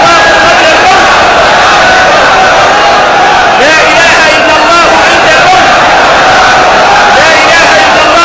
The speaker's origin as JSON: {"language": "Arabic", "country": "Mauritania", "said": "إحنا موريتاني قالوا إننا معروفين بكرم الضياف"}